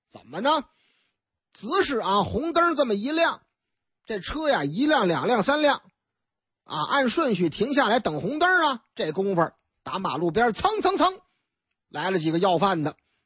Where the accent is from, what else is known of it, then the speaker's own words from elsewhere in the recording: Northeast China, China; now in Beijing, China; 北京有一位，哎呀妈呀，打我们东北老家来的